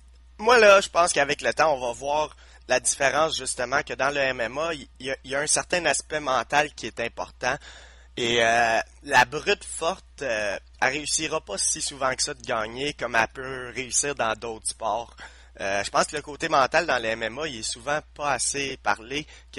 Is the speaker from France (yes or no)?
no; Quebec, Canada; Oui, il y a le fait que je suis québécois aussi